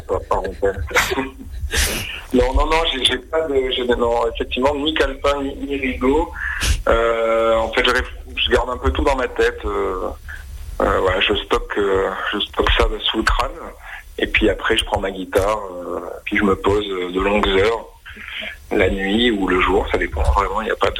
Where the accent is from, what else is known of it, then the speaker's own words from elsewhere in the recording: Montpellier, Occitanie, France; Station balnéaire, pas loin de chez moi, à Montpellier.